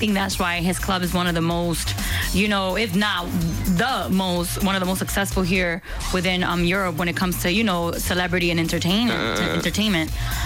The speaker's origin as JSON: {"language": "French", "country": "Dominican Republic", "second_language": "French", "said": "Je ne pense, parce que je parle l'espagnol, je suis dominicaine."}